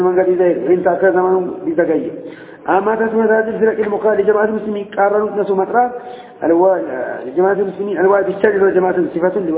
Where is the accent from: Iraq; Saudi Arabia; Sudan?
Sudan; إني أنا من السودان